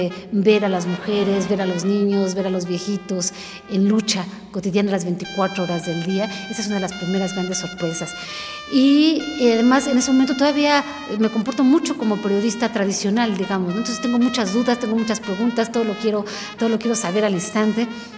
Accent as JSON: {"language": "Spanish", "country": "Mexico", "said": "ya me siento identificada no nada más como periodista, sino como una mexicana más"}